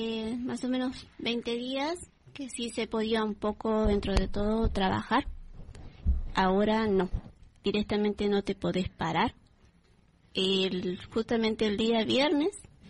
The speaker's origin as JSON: {"language": "Spanish", "country": "Bolivia", "lives_now": "Argentina", "said": "Yo soy de Bolivia. Yo en un tiempo, sí, como todo el mundo, entré a trabajar acá de chiquita, desde los 16 años"}